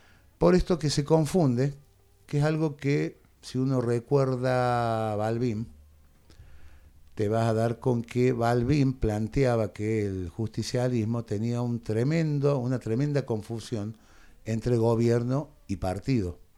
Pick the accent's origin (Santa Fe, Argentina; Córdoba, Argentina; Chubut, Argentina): Córdoba, Argentina; Capilla; Soy de Capilla, nací en Capilla, llevo el alma en Capilla.